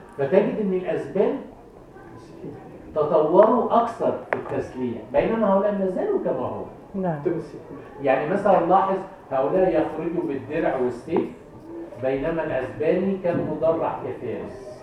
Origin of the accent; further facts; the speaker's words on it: Egypt; أهون عليك أنا مصري الحمد لله